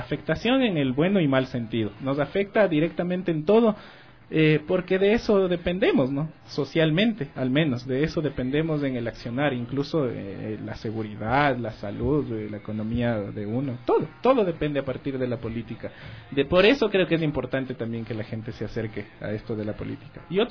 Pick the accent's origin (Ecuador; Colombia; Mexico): Ecuador; Me decían que, claro, que, ¿cómo te sientes como ecuatoriano? ¿Qué es? Y lo que medio descubrí viajando era que todo ecuatoriano come plátano.